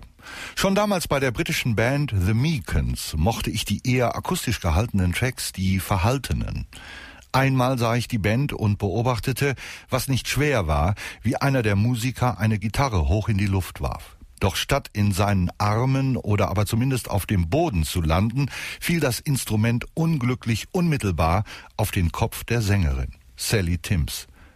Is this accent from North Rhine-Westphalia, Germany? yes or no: yes; North Rhine-Westphalia, Germany; Ich bin Westfale, so schnell werfe ich nichts weg